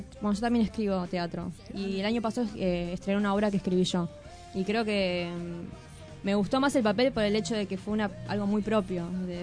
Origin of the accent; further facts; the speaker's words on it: Morón, Buenos Aires Province, Argentina; Bueno, yo soy de Morón y comencé ahí a estudiar.